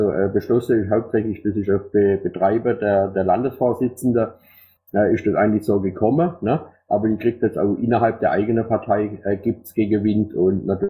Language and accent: German; Thuringia, Germany; Nee, ich bin aus Thüringer. Nicht am Dialekt festmache, ich bin aus Thüringer.